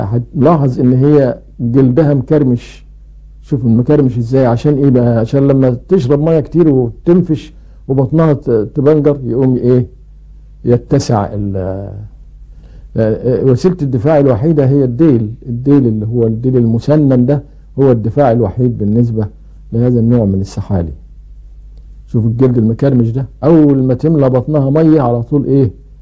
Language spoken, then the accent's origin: Arabic; Egypt; ومن العيلة دي برضو طائر ابو قردان عندنا في مصر اللي بيعيش على الديدان